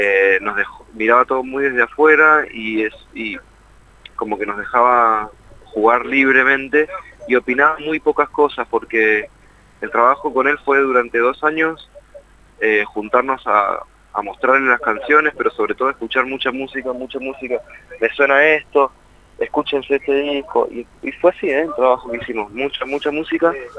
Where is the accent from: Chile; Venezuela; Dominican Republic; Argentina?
Argentina; Mendoza; now in Buenos Aires, Argentina; porque nosotros venimos de Mendoza y en Capital, estamos viviendo en Capital ya hace muchos años